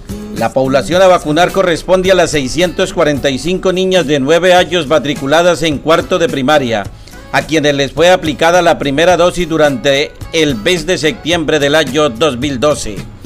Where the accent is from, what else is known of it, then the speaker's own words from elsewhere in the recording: Colombia; el cálido abrazo y el fuerte apretón de manos que como colombianos nos debe caracterizar.